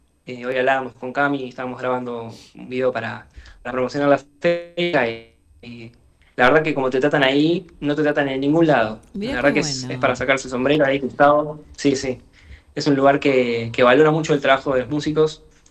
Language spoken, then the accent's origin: Spanish; La Plata, Buenos Aires Province, Argentina; Cami y yo somos de La Plata, y uno de los Maxis es cordobés y el otro es de Santa Fe, pero bueno, viví en Berizo mucho tiempo, así que bueno, estamos ahí medio mezclados